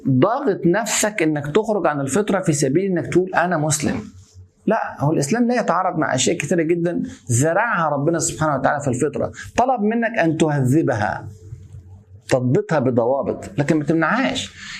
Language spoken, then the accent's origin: Arabic; Egypt; يعني إن أنا أتهم بحب البلد عشان أنا مصري وبتكلم على فضل مصر